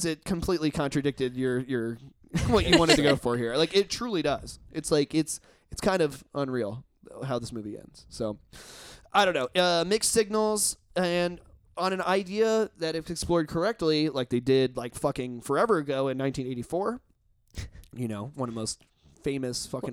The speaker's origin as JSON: {"language": "English", "region": "Indiana", "country": "United States", "said": "I'm from Indiana."}